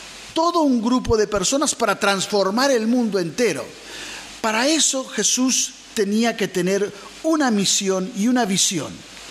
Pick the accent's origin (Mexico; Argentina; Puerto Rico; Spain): Argentina; que como argentinos decimos